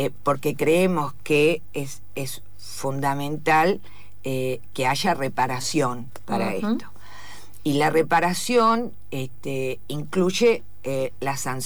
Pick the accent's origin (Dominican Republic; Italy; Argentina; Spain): Argentina; eso también hace que se dimensione más nuestro trabajo. Uh-huh. como argentinas.